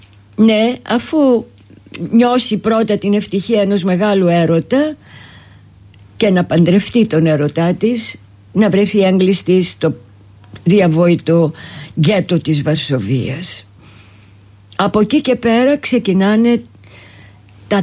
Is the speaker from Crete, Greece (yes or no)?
no; Nea Smyrni, Attica, Greece; born there; Και ήρθα πάλι στην Αθήνα που ουσιαστικά είναι ο γενέθλιος τόπος μου. Εδώ γεννήθηκα και μάλιστα στη Νέα Σμύρνη